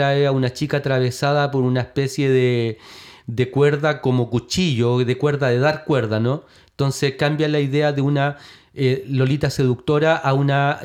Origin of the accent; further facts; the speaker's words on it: Chile; nuestra propia capacidad como sociedad chilena de organizarnos